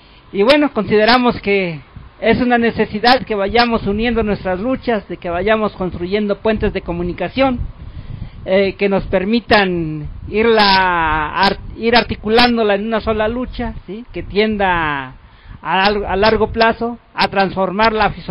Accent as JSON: {"language": "Spanish", "town": "San Pablo Tecalco", "region": "State of Mexico", "country": "Mexico", "said": "Vengo de San Pablo Tecalco, Tecámac, Estado de México."}